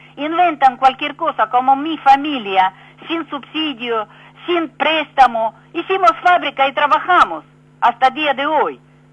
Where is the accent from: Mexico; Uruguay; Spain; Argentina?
Argentina; por más que soy argentina, con experiencia de vivir en otro mundo, en otro país con comunistas y todo